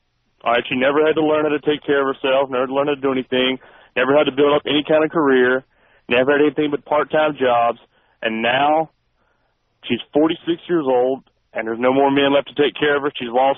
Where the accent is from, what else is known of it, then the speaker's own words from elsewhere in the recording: Mississippi, United States; I'm going to be moving soon to my home state of Mississippi.